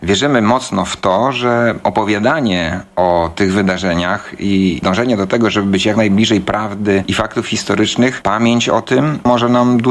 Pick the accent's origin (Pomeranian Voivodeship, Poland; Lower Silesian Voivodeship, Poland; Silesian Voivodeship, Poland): Pomeranian Voivodeship, Poland; Gdańsk; Ja akurat urodziłem się w Gdańsku 54 lata temu i tutaj przeżyłem swoje całe życie pracy.